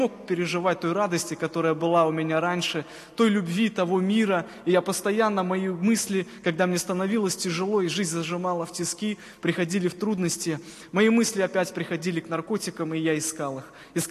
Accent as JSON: {"language": "Russian", "town": "Cherikov", "region": "Mogilev Region", "country": "Belarus", "said": "Я сам из Могилевской области, в городе Черикове родился, может быть, кто-то знает такой город."}